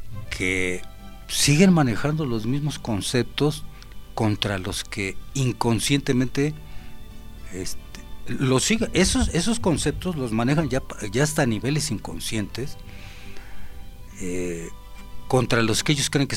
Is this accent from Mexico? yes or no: yes; Mexico; usted sea mexicano como yo